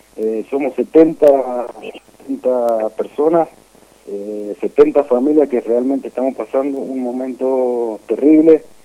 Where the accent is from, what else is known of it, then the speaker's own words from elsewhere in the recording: Maipú, Mendoza, Argentina; nos apoyen como mendocinos, como maipucinos que somos